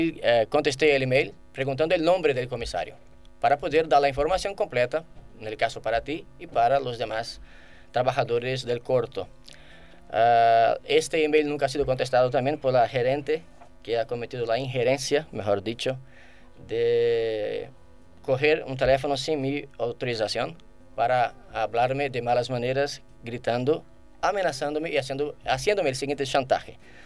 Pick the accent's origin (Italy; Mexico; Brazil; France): Brazil; no me representa como ciudadano brasileño